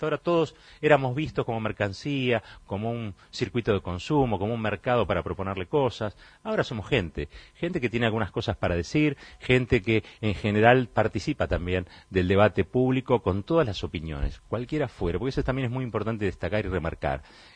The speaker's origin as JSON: {"language": "Spanish", "country": "Argentina", "said": "Nosotros como argentinos somos todos muy distintos"}